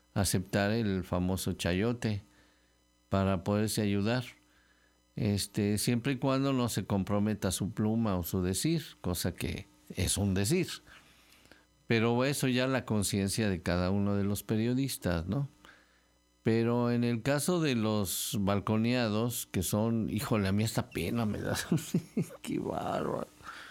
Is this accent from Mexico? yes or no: yes; Veracruz, Mexico; Bueno, pues sí, somos jarochos, estamos muy cerquita y nos queremos.